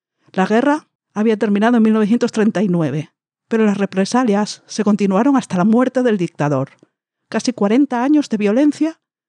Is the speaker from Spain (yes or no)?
yes; Spain; Como españolas, nunca vencimos esa dictadura.